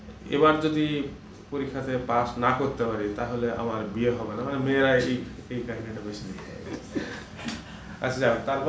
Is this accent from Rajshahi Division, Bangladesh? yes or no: yes; Kazla, Rajshahi Division, Bangladesh; আমার বাড়ি কিন্তু কাজলা, বুঝতে পারছো?